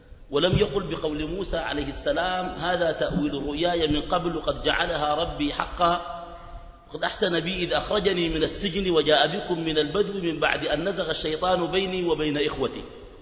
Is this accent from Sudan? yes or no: yes; Sudan; وعندنا في السودان مشكلة، الموتى يحيون